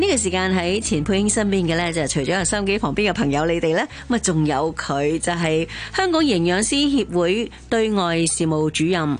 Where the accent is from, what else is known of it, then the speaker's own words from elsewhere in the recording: China; 我哋中国人咧喺正月头，特别年初一二嘅时候，都会食斋噶嘛